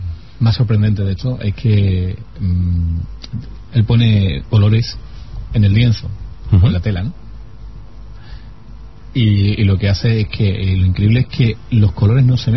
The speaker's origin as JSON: {"language": "Spanish", "region": "Andalusia", "country": "Spain", "said": "yo como soy andaluz"}